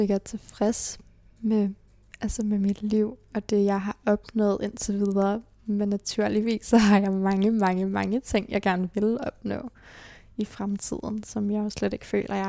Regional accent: Charlottenlund, Capital Region, Denmark; also born or lived in Copenhagen; Jeg blev født i Nordvest, men levede et barndomsliv og teenageliv i Charlottenlund.

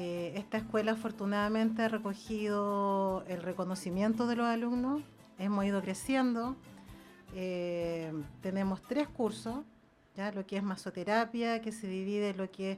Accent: Puente Alto, Santiago Metropolitan Region, Chile; soy de Puente Alto, orgullosamente

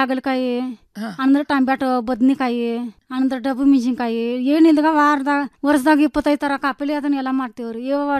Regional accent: Ramahonnapur, Karnataka, India

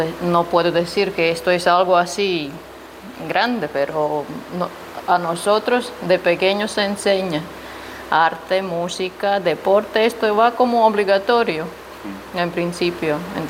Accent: Latvia; Spanish is a second language; also born or lived in Porto; now in Las Palmas de Gran Canaria, Spain; Salí de Letonia, en principio a Portugal, viví un año y medio en Oporto, y ahí entendí que la cosa no me gusta tanto.

